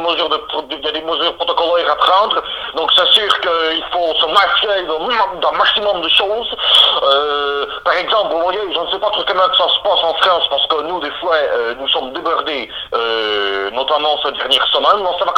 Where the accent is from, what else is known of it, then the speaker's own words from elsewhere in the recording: Belgium; accent: Belgian; marqué par la langue belge. Je suis belge de naissance. J'habite en Namur. Hein. … j'ai 32 ans.